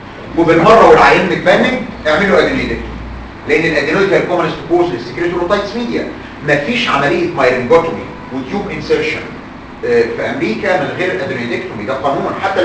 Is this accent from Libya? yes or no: no; Egypt; الغلطه عندنا في مصر بعض الدكاتره